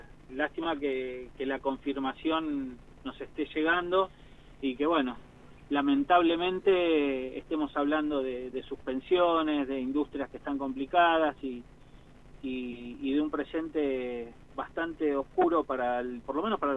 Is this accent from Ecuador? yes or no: no; Buenos Aires, Argentina; now in La Pampa, Argentina; yo vengo de Buenos Aires